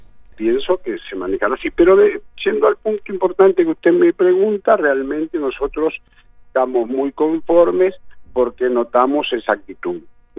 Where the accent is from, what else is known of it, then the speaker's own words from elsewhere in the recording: Argentina; yo soy argentino nacionalista, adoro mi país y lo quiero